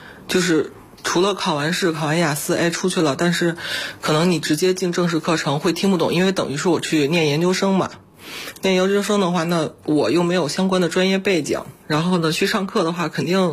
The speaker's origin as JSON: {"language": "Chinese", "region": "Beijing", "country": "China", "said": "我是北京人嘛，学英语学的比较早。"}